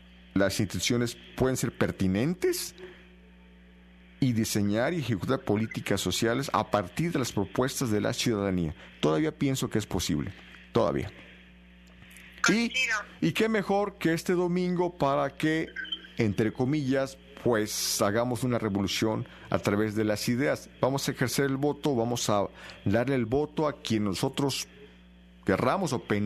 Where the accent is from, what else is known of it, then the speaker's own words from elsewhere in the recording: Mexico; Por lo menos cuando éramos pequeños en México